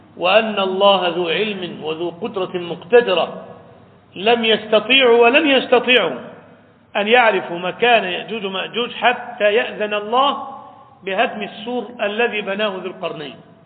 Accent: Egypt; عندنا في مصر في سيناء

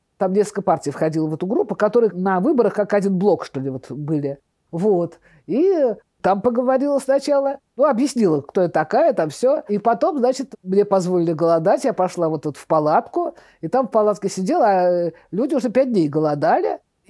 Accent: Saint Petersburg, Russia; Я говорю, что я из Ленинграда

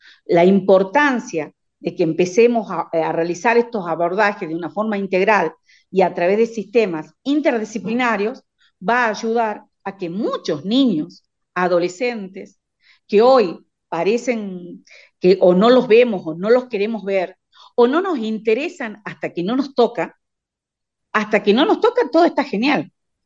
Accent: Jujuy, Argentina; Si vos me preguntás cuál es la situación en mi provincia, o sea, en Jujuy

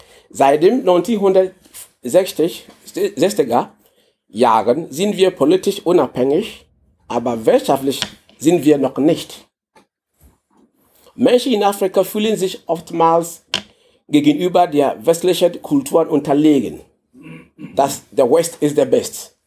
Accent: Ghana; German is a second language; moved away as an adult; now in Germany; Ich komme aus Ghana. Ich bin seit 2008 in Deutschland gekommen.

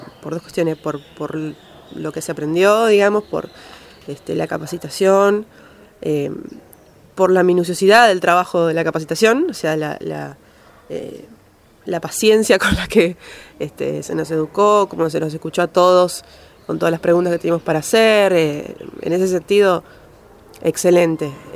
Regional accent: Santa Fe, Argentina; vengo de Santa Fe, de FM Chalet.

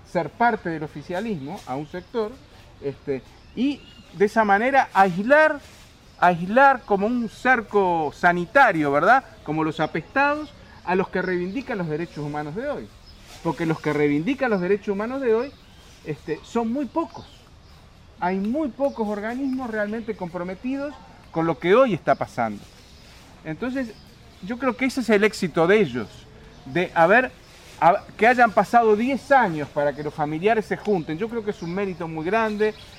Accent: Uruguay; moved away; Yo fui exiliado, soy uruguayo

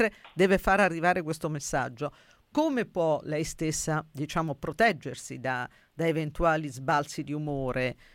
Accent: Sabaudia, Lazio, Italy; Se io mi metto sullo schermo il mare di Sabaudia del mio paese

